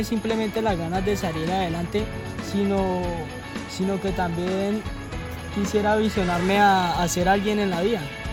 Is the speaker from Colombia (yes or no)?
yes; Colombia; empezó desde que yo tenía 12 años y la verdad ya tengo 16. Y pues empecé como cotero de la central a rebuscarme la papa como todo colombiano.